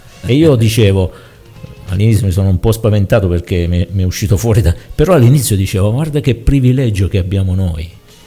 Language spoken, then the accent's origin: Italian; Abruzzo, Italy; tutti gli anni qui dalle nostre parti in Abruzzo